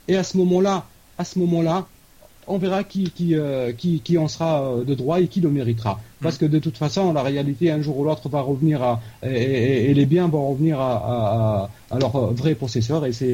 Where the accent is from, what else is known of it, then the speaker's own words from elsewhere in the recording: Algeria; C'est mon opinion en tant qu'Algérien.